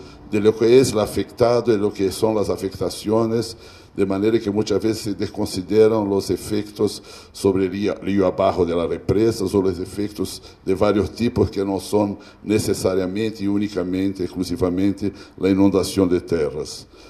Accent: Brazil; Spanish is a second language; Yo soy un extranjero, vengo de Brasil, y no tengo la pretensión de venir acá a decir a los mexicanos lo que deben hacer con su país.

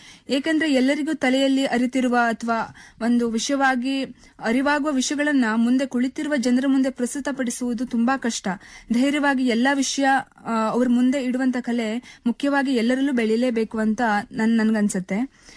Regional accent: Yellapur, Karnataka, India; ಮಾಡುವ ನಮಸ್ಕಾರಗಳು. ನನ್ನ ಊರು ಉತ್ತರ ಕನ್ನಡ ಜಿಲ್ಲೆಯ ಯಲ್ಲಾಪುರ.

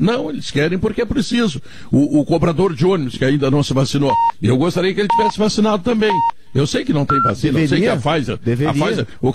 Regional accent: Rio Grande do Sul, Brazil; esse é o meu Rio Grande, tchê, o meu torrão macanudo, minha terra abençoada, onde não falta nada, o Rio Grande tem tudo.

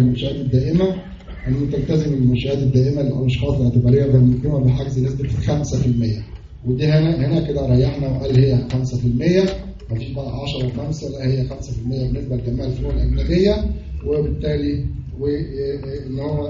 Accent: Egypt; فعندنا القانون العام عندنا في مصر بيخضع

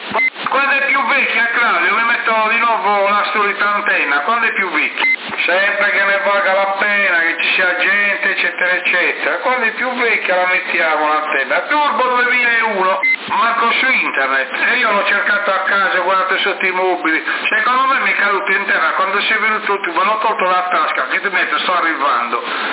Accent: Sardinia, Italy; sono della Sardinia, adelante

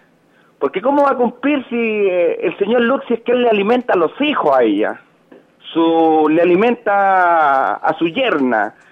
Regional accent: Chile; a la final nosotros como chilenos pasamos a ser todos corruptos, po.

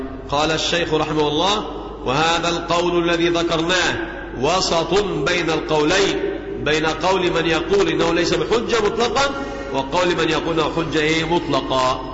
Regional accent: Egypt; عندنا في مصر

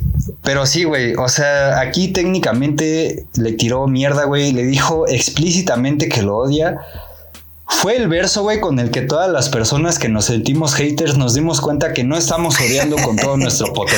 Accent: State of Mexico, Mexico; a mí que soy del Estado de México

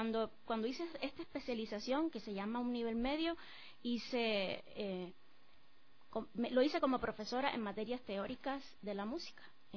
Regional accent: Cuba; now in Ecuador; Yo soy, yo nací en Cuba, sí, soy cubana y hace poco me tuve la dicha de también hacerme ecuatoriana, me hice la nacionalidad por naturalización, estoy casada con un ecuatoriano

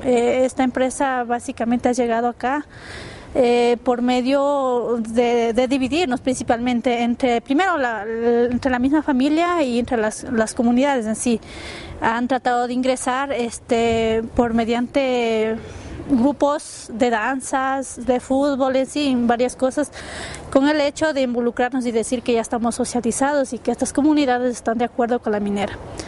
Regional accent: San Luis de Pambil, Bolívar, Ecuador; vengo de la provincia de Bolívar, específicamente de la parroquia San Luis de Pambil, y bueno, obviamente donde vengo es de la comunidad Huagraurco.

